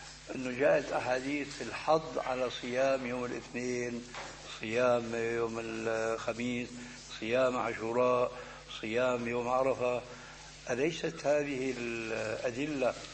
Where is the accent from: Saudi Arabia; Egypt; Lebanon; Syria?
Syria; بس بدنا كما يقولون عندنا في الشام بدنا نسطح